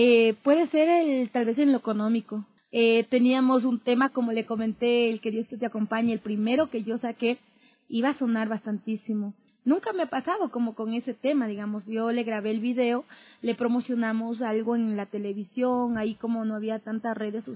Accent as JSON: {"language": "Spanish", "town": "Ambato", "region": "Tungurahua", "country": "Ecuador", "said": "Yo viví más o menos 14 años en un lugar que se llama Pasa. Yo soy de Ambato."}